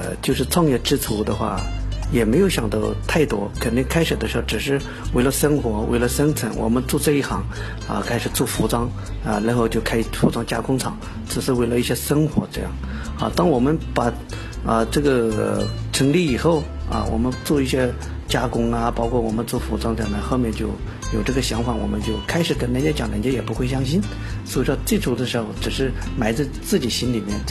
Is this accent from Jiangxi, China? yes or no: yes; Duchang County, Jiangxi, China; 本身我老家也就是九江啊周边的县城叫都昌县